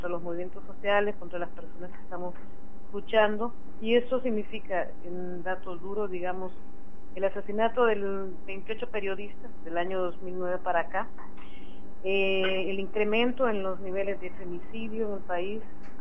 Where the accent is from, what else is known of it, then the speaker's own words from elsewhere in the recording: Honduras; soy hondureña. Vengo de esas tierras de allá por Centroamérica.